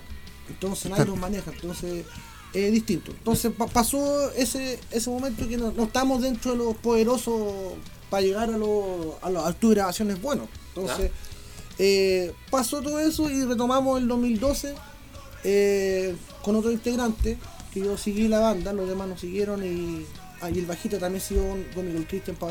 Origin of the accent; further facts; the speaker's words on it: Buin, Santiago Metropolitan Region, Chile; Aquí soy de Buin.